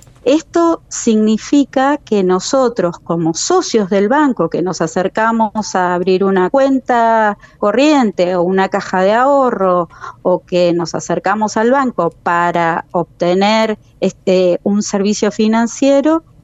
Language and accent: Spanish; Trelew, Chubut, Argentina; also born or lived in La Plata; Nacida y criada en Trelew. Me fui a estudiar a La Plata a los 17 años, uh-huh. Y volví en el 2001 a la provincia del Chubut a trabajar. Así que nací, sí, en Trelew en 1976, el 19 de febrero.